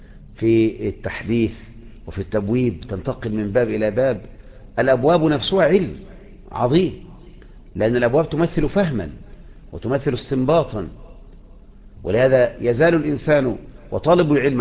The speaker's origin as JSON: {"language": "Arabic", "country": "Egypt", "said": "وبكرة جيت الكياك عندنا في مصر"}